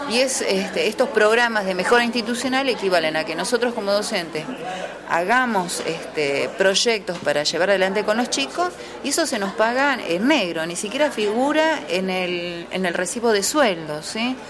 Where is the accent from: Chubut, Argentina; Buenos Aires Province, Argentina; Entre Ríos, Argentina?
Chubut, Argentina; Comodoro Rivadavia; yo vengo de Chubut, de la ciudad de Comodoro Rivadavia.